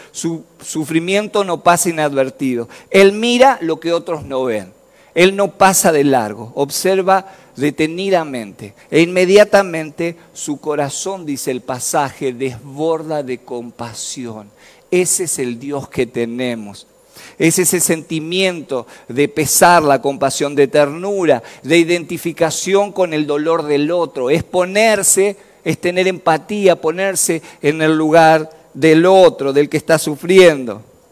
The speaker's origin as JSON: {"language": "Spanish", "town": "Basail", "region": "Chaco", "country": "Argentina", "tie": "born or raised there", "said": "cuando pensaba en este pueblo que no era tan conocido, me acordaba de mi país. Yo nací en el Chaco."}